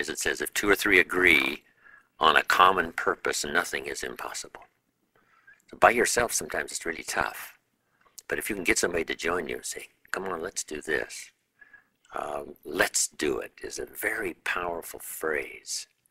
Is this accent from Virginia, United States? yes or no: no; Idaho, United States; I was raised in Southwest Idaho, you know, farm country